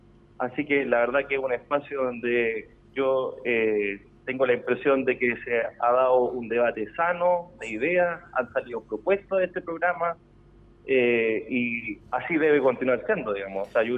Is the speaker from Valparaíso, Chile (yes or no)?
no; Talca, Maule, Chile; si bien yo soy de Talca, siempre estamos recorriendo la región